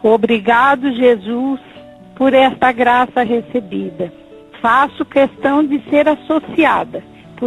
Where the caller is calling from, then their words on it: Presidente Prudente, São Paulo, Brazil; Sou de Presidente Prudente e ouço o Senhor pela Rádio Onda Viva.